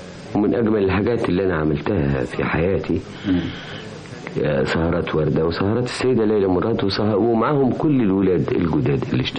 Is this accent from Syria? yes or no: no; Egypt; أهلا أهلا بيك أنت وبجميع المستمعين وجميع أهلي في بلادي مصر